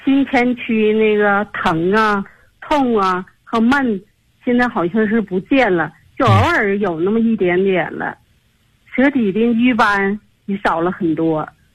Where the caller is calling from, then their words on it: Tianjin, China; 我来自天津河西区。